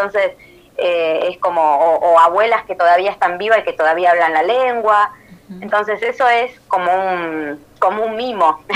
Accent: La Pampa, Argentina; moved away as an adult; Yo soy de La Pampa, estudié allá, milité mucho allá en el feminismo, en la universidad

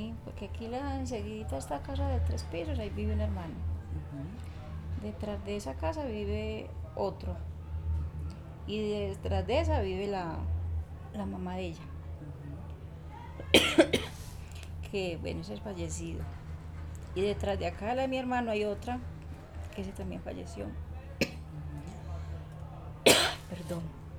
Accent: San Jerónimo, Antioquia, Colombia; now in Medellín, Colombia; Nosotros nos vinimos de San Jerónimo, estuvimos unos días en un que llamaban unos ranchos, nos dejaron hacer en junto al río, para el lado de lo que llamamos Barrio Triste.

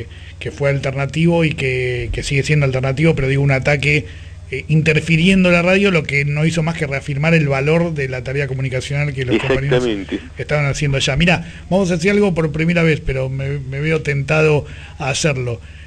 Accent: Buenos Aires, Argentina; accent: porteño; se darán cuenta que somos nosotros por nuestra tonada porteña

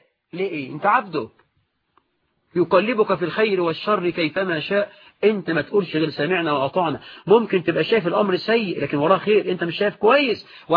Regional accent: Egypt

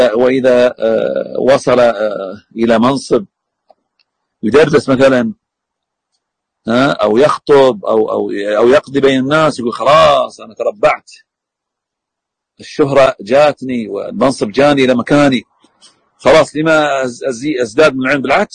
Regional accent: Al-Ahsa, Eastern Province, Saudi Arabia; يقول أن هناك مصنف عندنا في الأحساء كتاب للقضاء بتفسير الألفاظ العامية

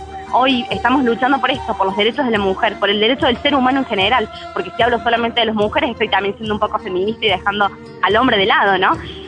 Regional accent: La Cumbre, Córdoba, Argentina; Yo soy de La Cumbre, así que viajo todos los días y vuelvo a mi casa a las 10:30 de la noche, 11, cuando salgo del colegio. Y nunca había tenido miedo, vivo en un barrio en la entrada de La Cumbre

